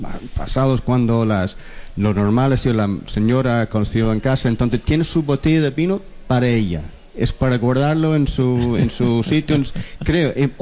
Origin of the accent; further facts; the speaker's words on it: Belfast, Northern Ireland, United Kingdom; Spanish is a second language; now in Spain; yo soy norirlandés, de Irlanda del Norte.